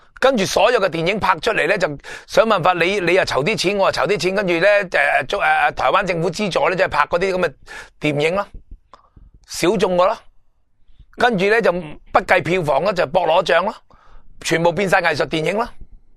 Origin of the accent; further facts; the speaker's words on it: Hong Kong; 而我哋香港人嘅导演除咗